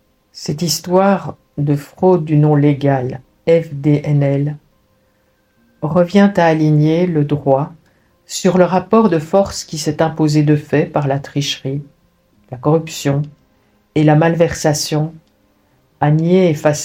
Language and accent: French; Belgium; Ils sont même venus jusque chez nous en Belgique pour s'occuper de notre opposition contre les Belges une fois.